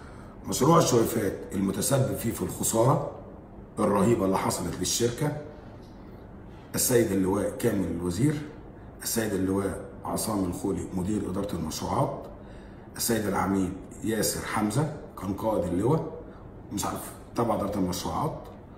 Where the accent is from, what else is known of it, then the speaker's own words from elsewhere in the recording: Egypt; لكن في الاول وفي الاخر انا مواطن مصري، من حقي ان انا اقول رايي.